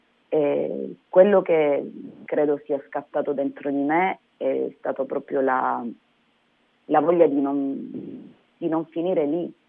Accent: San Luca, Calabria, Italy; mettere in circuito l'amore verso la mia terra, verso la mia gente

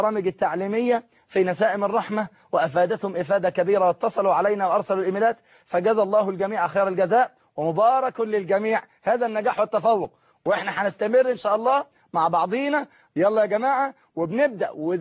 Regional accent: Egypt; في كل مكان من بلادنا مصر الحبيبة

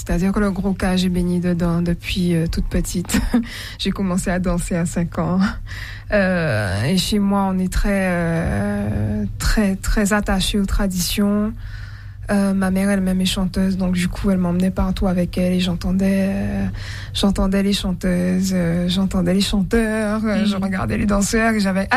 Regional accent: Guadeloupe; Alors, je suis de la Grande Terre, de la vraie.

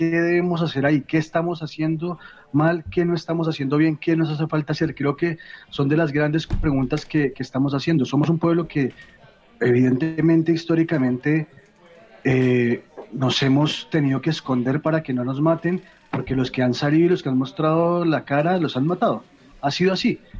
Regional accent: Colombia; Hemos cargado una historia muy grande en los hombros, no solamente como colombianos, sino también como latinoamericanos, ¿no?

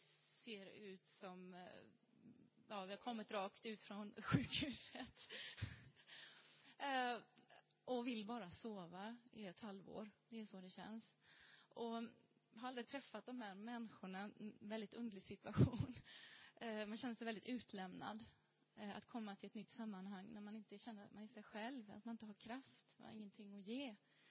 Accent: Sweden; moved away; Och då tänker man, det kanske bara är för att vi kommer från Sverige. Och att vi är nya här

